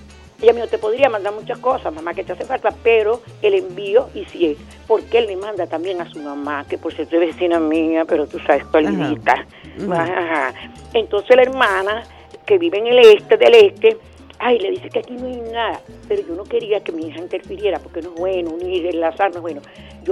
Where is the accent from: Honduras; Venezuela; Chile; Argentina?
Venezuela; Somos venezolanos.